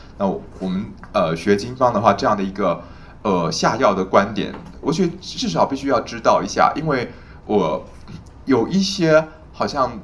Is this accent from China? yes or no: no; Taiwan; 像我们台湾人会卖什么青草茶、苦茶、凉茶，对不对？